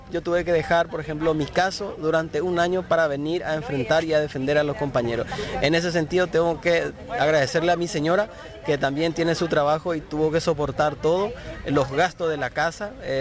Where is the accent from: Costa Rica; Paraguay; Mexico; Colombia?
Paraguay; Alto Paraná; Nosotros venimos del Alto Paraná, 3 abogados, ¿verdad?